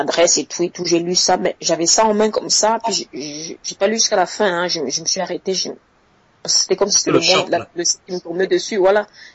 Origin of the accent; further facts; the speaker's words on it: Cameroon; now in Switzerland; c'est l'équivalent du bac chez nous au Cameroun.